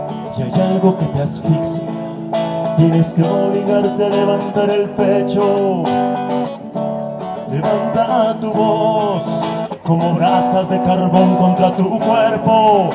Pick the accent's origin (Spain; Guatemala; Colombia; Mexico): Mexico; Querétaro; Vengo desde Querétaro.